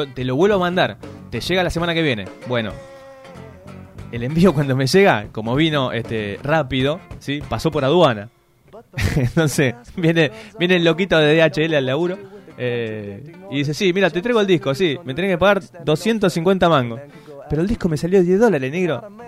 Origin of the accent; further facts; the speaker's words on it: Buenos Aires, Argentina; now in Rosario, Argentina; Yo que vengo de Buenos Aires, allá no te saluda ni Dios.